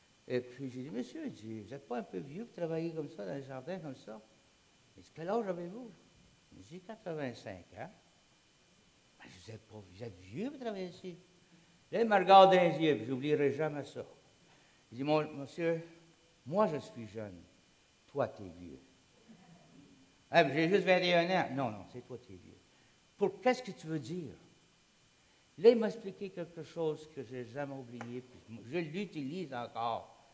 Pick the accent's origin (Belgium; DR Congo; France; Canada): Canada; Sherbrooke, Quebec; Et puis moi, je viens de Sherbrooke.